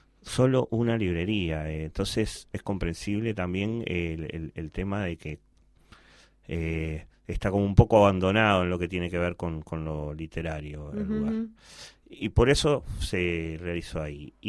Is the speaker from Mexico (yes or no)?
no; Montevideo, Uruguay; born there; yo nací en el Cerro Norte, después me fui a La Teja. Después anduve por el mundo y volví hace unos años a Santa Catalina.